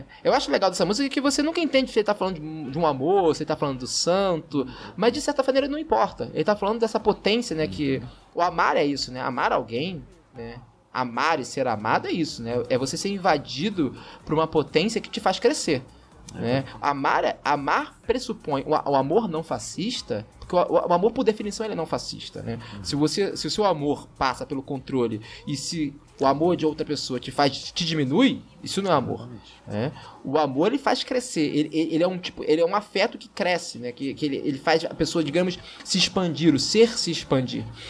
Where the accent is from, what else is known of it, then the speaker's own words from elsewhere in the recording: Rio de Janeiro, Brazil; eu como carioca, as pessoas sempre estranham o fato de eu gostar dessa banda.